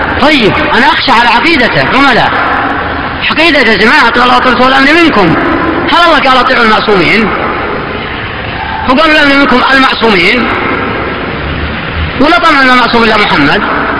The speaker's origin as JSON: {"language": "Arabic", "region": "Najd", "country": "Saudi Arabia", "said": "كان عندنا في نجد ما يكون له مقالة في قضاء ولا امامة مسجد"}